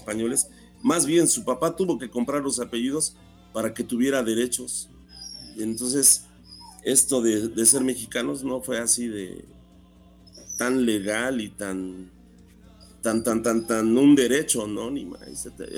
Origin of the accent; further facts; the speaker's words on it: Mexico; pues las cosas en México no, el hecho de que seamos mexicanos, pues no fue así de todos ya somos mexicanos